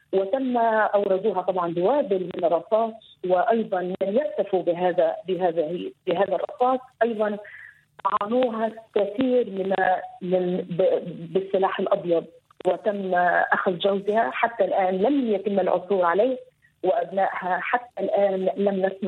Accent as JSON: {"language": "Arabic", "country": "Libya", "lives_now": "Lebanon", "said": "يعني أنا من ليبيا ولبت من مصر، أحمل الجنسيتين الليبية والمصرية ومقيمة طبعا في لبنان"}